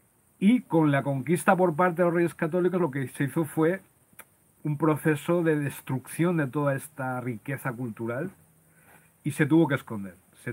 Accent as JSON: {"language": "Spanish", "town": "Loja", "region": "Andalusia", "country": "Spain", "tie": "born there", "said": "Ubicado en la zona donde nací, en Loja, en Granada, en España."}